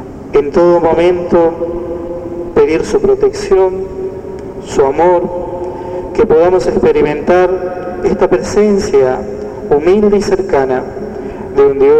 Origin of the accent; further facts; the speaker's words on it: Formosa, Argentina; ¿Cuántas necesidades como formoseños, como argentinos, seguimos teniendo en el día de hoy?